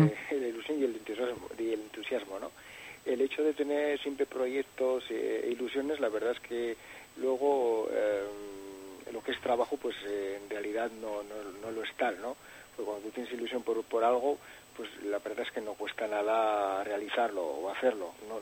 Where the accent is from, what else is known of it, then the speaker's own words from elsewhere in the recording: Catalonia, Spain; born there; Bueno, yo nací en Cataluña, ¿no? Mi padre es navarro